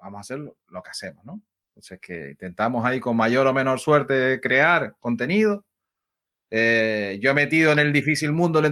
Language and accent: Spanish; Canary Islands, Spain; que soy de España, soy de las Islas Canarias